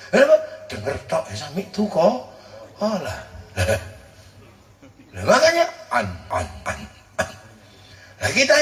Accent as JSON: {"language": "Indonesian", "country": "Indonesia", "said": "kita ini orang Indo."}